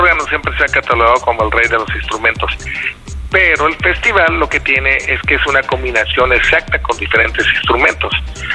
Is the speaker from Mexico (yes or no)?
yes; Morelia, Michoacán, Mexico; aunque nosotros somos de Morelia